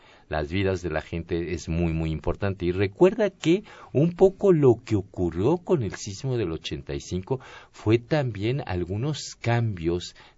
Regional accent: Mexico; eso somos los mexicanos, ¿no?

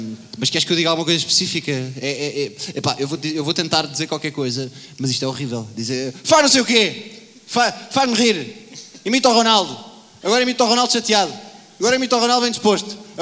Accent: Lisbon, Portugal; Nascido em Campo de Ourique e criado em Campo de Ourique. Ou seja, pussy máximo, nunca estive na Madeira.

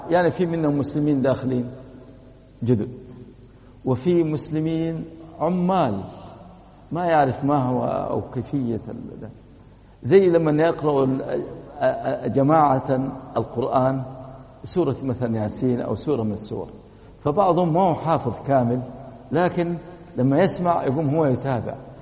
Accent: Saudi Arabia; وللأسف أنا أتكلم عندنا في السعودية

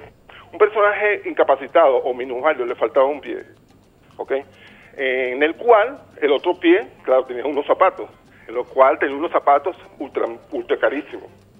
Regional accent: Venezuela; nos fortalecemos muchísimo más como venezolanos

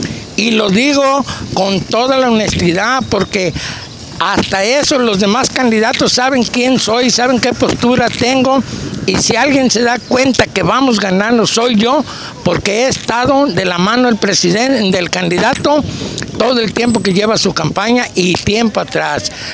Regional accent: San Juan de Abajo, Nayarit, Mexico; soy de San Juan de Abajo.

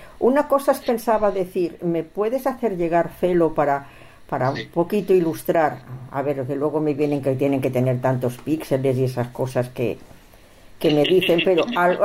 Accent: Barcelona, Catalonia, Spain; born there; Yo no, yo nací en Barcelona, Barcelona capital. Y bueno, llevo aquí muchos años

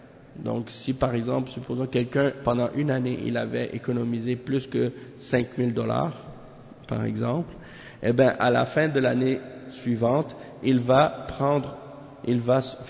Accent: Haiti; Parce que moi aussi je suis converti à l'islam. Moi aussi je suis haïtien comme toi.

